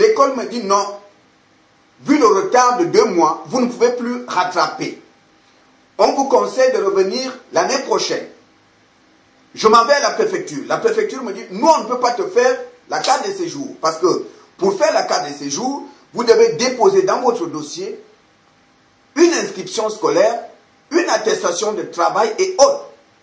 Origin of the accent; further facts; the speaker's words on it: Gabon; now in France; Quand je suis parti du Gabon, je suis venu pour faire des études en France, dans une école à Nogent-sur-Marne, en région parisienne.